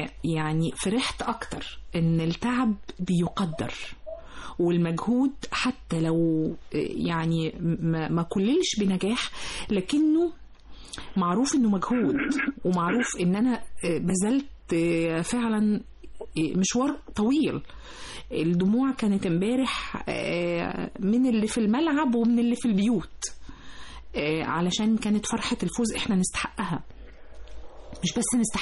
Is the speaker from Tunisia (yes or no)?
no; Egypt; والاستقبال نفسه هيفرحنا احنا كمصريين